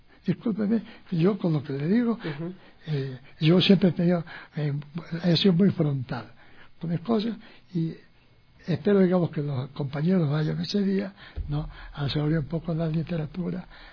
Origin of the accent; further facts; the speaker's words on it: Quito, Pichincha, Ecuador; also born or lived in Guayaquil; porque yo, si bien yo nací en Guayaquil, ¿no?, pero en cambio yo viví en Quito desde los 5 años.